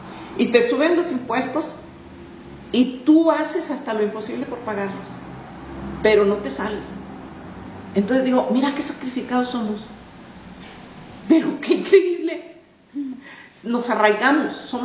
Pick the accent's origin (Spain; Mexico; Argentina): Mexico; now in Chicago, United States; Pero si te has fijado, qué difíciles somos los mexicanos de sacar de un lugar.